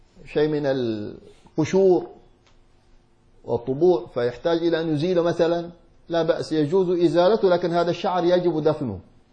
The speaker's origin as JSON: {"language": "Arabic", "region": "Hadramaut", "country": "Yemen", "said": "كما يفعله عندنا في حضرموت يأتون بالسدر"}